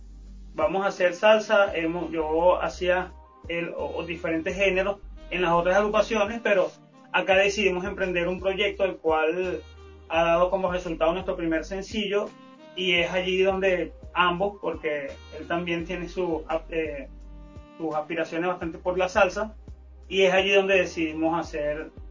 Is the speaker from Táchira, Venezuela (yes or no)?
no; Ocumare del Tuy, Miranda, Venezuela; Mi padre es un cantante del pueblo de donde vengo, de Ocumare del Tuy, y mi mamá, llanera, del estado Guárico